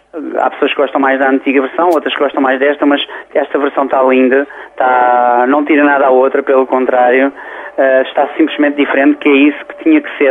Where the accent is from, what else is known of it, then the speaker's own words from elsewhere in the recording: Loulé, Faro, Portugal; como eu sou de Loulé.